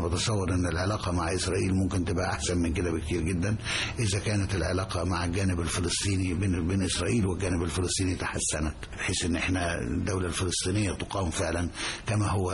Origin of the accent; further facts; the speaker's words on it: Egypt; لما كنت بتعامل انا كمصري او كعضو من السفاره المصريه